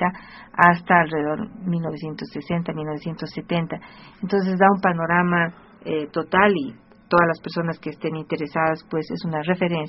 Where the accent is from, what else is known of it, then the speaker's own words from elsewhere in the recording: Bolivia; la unidad que deberíamos tener hoy como bolivianos